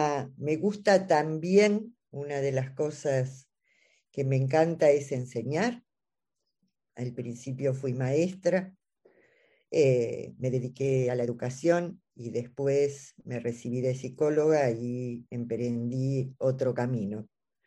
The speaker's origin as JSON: {"language": "Spanish", "country": "Argentina", "said": "soy de Argentina, vivo en Buenos Aires, en la capital"}